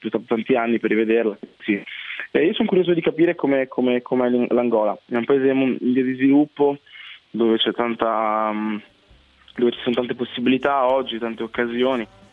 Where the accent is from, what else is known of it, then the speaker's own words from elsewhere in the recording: Busto Arsizio, Lombardy, Italy; born there; also born or lived in South Italy; io sono nato a Busto Arsizio Varese. E poi dopo niente, i miei genitori da Busto Arsizio si sono trasferiti al sud, nel sud Italia